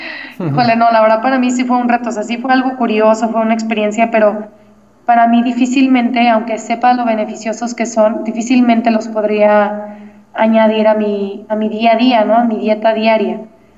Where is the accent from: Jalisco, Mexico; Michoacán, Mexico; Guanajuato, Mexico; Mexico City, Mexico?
Jalisco, Mexico; Guadalajara; bueno, yo soy Guadalajara de México, y me fui a buscar chapulines.